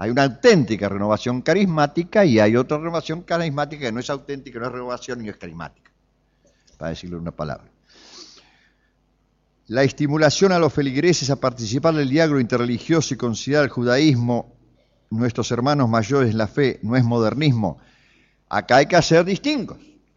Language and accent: Spanish; Flores, Buenos Aires, Argentina; soy nacido y criado en Flores. Viví en la calle Bilbao, entre Membrillar y Bonorino.